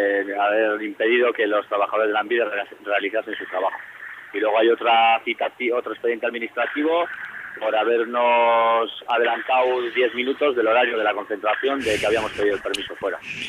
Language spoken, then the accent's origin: Spanish; Sestao, Basque Country, Spain; yo soy de un pueblo de Ezkerraldea, de Sestao. Y eso, y vivo en el centro del pueblo, prácticamente.